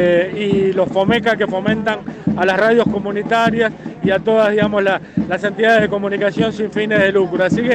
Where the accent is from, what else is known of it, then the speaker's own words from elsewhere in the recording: Argentina; soy de DOCA, documentalista argentino